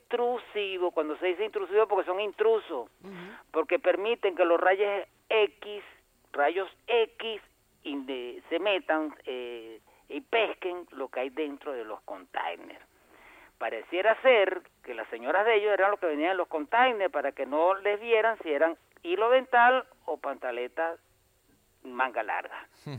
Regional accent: Venezuela; nos acerquemos como venezolanos

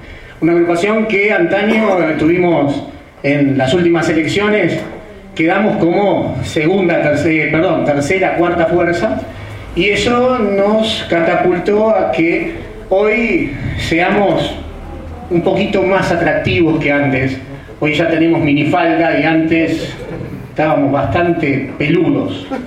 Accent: Cañuelas, Buenos Aires Province, Argentina; que somos de Cañuelas

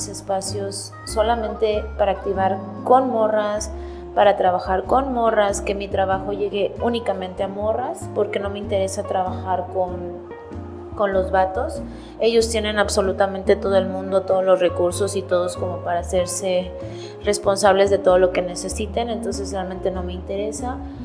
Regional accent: Chiapas, Mexico; Soy del estado de Chiapas.

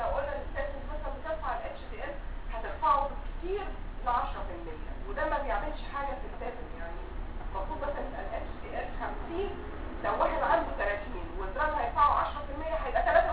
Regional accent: Egypt; ويمكن مش موجود لسه عندنا في مصر.

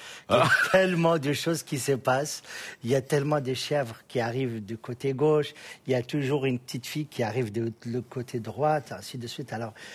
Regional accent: Mauritania; De Mauritanie.

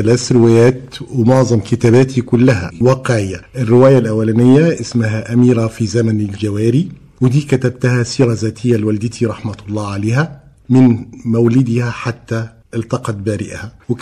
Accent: Tukh, Egypt; الصبا والطفولة اللي عشته داخل قريتي طوخ في محافظتنا.

